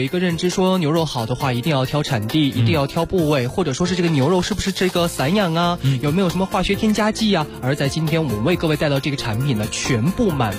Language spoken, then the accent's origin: Chinese; Inner Mongolia, China; 其实我自己是内蒙人，